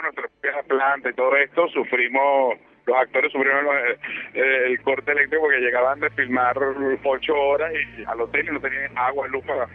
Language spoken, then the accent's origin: Spanish; Caracas, Capital District, Venezuela; Maracaibo fue un sitio muy duro a nivel de experiencia, porque nosotros somos de Caracas.